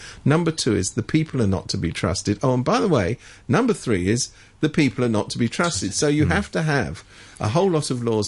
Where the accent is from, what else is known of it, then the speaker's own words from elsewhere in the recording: United Kingdom; now in Hong Kong; I mean, I come from Britain originally, so do you.